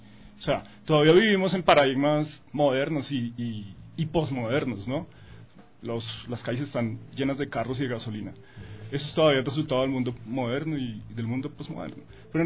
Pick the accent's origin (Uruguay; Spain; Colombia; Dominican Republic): Colombia; now in Ecuador; Pues crecí en Colombia, después he visto otros, como otros procesos en otros países.